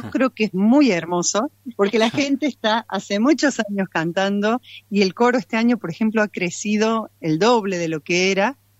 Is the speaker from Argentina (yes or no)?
yes; Córdoba, Argentina; moved away; dirigí coros en Córdoba muchos años antes de venir, soy cordobesa, antes de venir para acá.